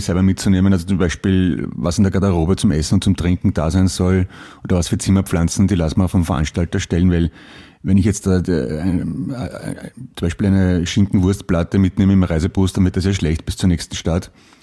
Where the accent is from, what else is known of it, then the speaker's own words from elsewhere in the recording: United States; Ich bin Amerikanerin und habe einen europäischen Nachnamen.